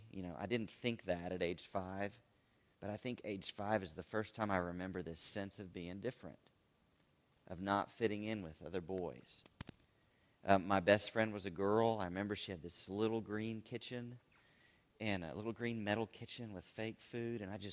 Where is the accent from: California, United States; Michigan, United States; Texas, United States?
Texas, United States; Austin; I'm in a Christian school here in Texas. I grew up in Austin primarily.